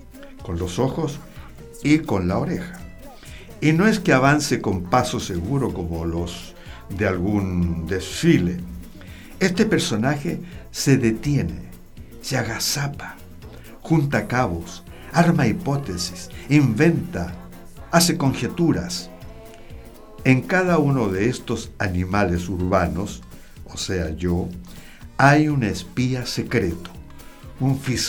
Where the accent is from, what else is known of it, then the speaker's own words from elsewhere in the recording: Chile; ¿Para qué somos buenos los chilenos, digo?